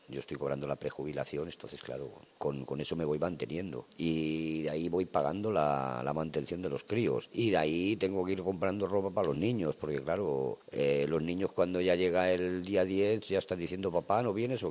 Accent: Catalonia, Spain; born there; also born or lived in Jaén; Yo soy nacido en Cataluña, pero vivía en Jaén.

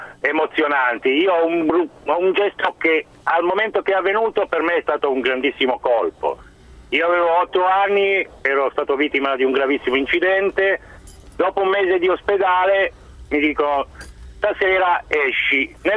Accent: Savona, Liguria, Italy; now in Cremona, Italy; Non sono di Cremona, sono di Savona.

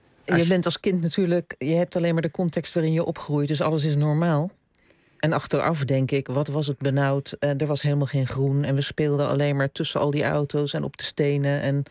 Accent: The Hague, South Holland, Netherlands; accent: Hague; Ik heb mijn Haagse accent grondig af moeten leren.

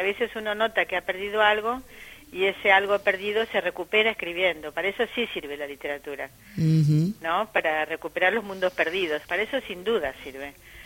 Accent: Argentina; a mí como argentina, lo decías muy bien, es un país que sí ha trabajado la memoria

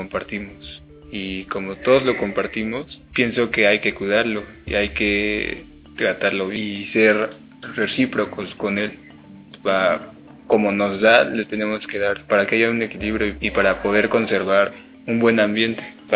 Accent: Mexico City, Mexico; vengo del DF

